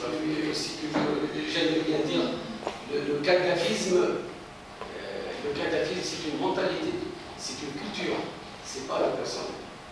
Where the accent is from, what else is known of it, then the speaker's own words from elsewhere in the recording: Tunisia; je suis tunisien